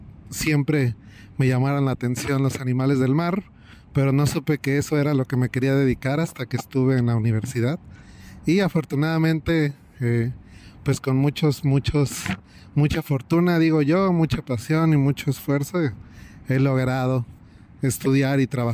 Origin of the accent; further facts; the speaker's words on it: State of Mexico, Mexico; bueno, yo nací en Ciudad de México y desde muy pequeño, a la edad de 4 años, me mudé al Estado de México